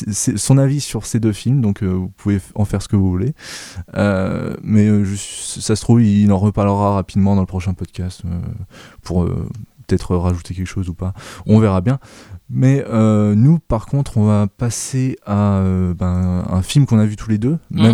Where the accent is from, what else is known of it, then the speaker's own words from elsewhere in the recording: Grand Est, France; Je suis alsacien, je devrais savoir.